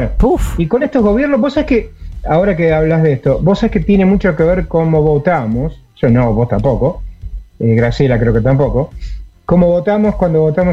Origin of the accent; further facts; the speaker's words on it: Argentina; digo tenemos porque soy argentino, somos argentinos